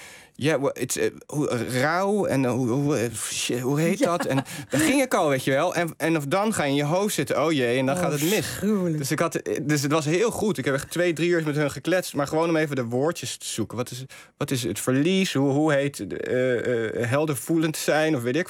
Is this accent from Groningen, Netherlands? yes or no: no; South Holland, Netherlands; also born or lived in Rotterdam; Ik ben geboren in Rotterdam, maar opgegroeid in het dorpje in Zuid-Holland. En als student heb ik in Feyenoord gewoond, ja.